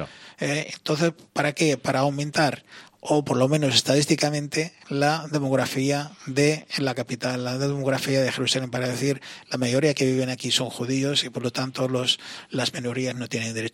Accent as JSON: {"language": "Spanish", "country": "Spain", "said": "por lo tanto, soy español plenamente"}